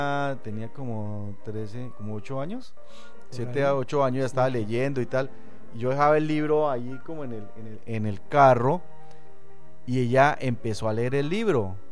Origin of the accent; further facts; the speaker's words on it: Bogotá, Colombia; also born or lived in Cartagena; yo soy bogotano, yo nací en Bogotá, en Bogotá y en Cartagena estudié mi carrera.